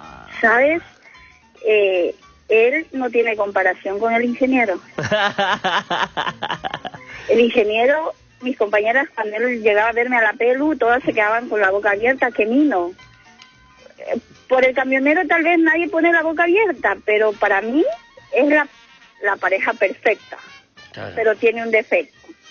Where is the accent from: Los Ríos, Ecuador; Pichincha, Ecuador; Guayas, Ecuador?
Guayas, Ecuador; Guayaquil; now in Chile; llegué hace un año y medio acá a Chile, soy ecuatoriana.